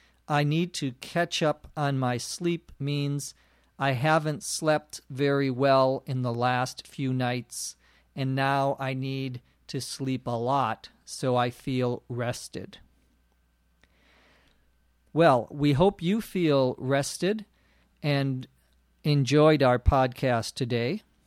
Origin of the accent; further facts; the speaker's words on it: Los Angeles, California, United States; from Los Angeles, California.